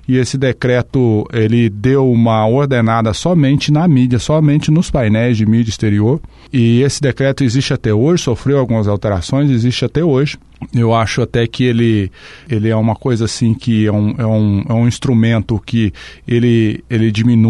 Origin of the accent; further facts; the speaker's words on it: São Paulo, Brazil; also born or lived in Londrina; now in Foz do Iguaçu, Brazil; Eu sou paulista, né, do interior do estado de São Paulo, aí vim para o Paraná, para Londrina em 1984. Em 1988 vim para Foz do Iguaçu